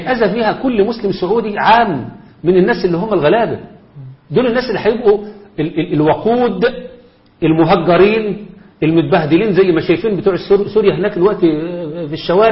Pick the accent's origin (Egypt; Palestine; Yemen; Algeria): Egypt; زي ما احنا عندنا في مصر الان اصبحت السافرات هم الموضوع في الاعلام